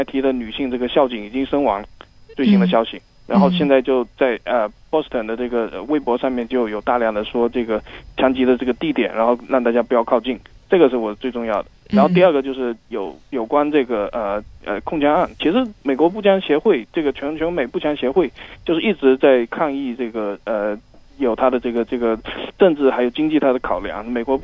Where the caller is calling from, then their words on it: Hong Kong; 我在香港